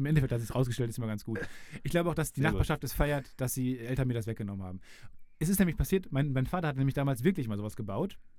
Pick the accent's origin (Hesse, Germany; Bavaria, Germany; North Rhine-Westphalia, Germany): North Rhine-Westphalia, Germany; Kamen; Ich komme aus Kamen. Das Kamener Kreuz sagt vielen was.